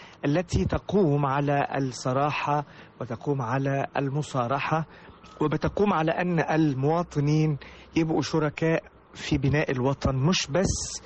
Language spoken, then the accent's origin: Arabic; Egypt; نحاول نوطد علاقتنا ببعض كمصريين